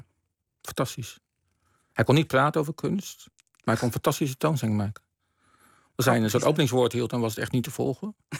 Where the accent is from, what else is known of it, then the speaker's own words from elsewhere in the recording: Rotterdam, South Holland, Netherlands; Ik kom uit Rotterdam, dus, en dat was in die tijd was het een fantastisch museum.